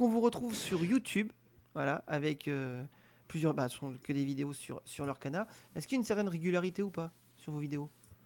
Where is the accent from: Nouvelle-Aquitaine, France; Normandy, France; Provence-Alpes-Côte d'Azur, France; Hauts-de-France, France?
Normandy, France; Ah bah oui, je suis normand pur. Normand. Ouais. Là-bas, je suis de la Manche.